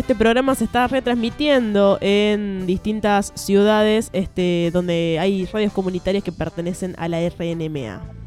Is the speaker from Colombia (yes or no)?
no; La Rioja, Argentina; como somos de La Rioja vamos a subir hasta la estratosfera y vamos a ir hasta Catamarca